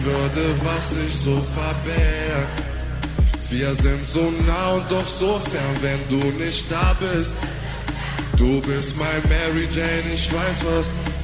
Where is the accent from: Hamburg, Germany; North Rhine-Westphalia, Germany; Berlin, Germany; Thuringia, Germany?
North Rhine-Westphalia, Germany; Aachen; Vielleicht wisst ihr, ich bin auch aus Aachen, ja, nein, ja.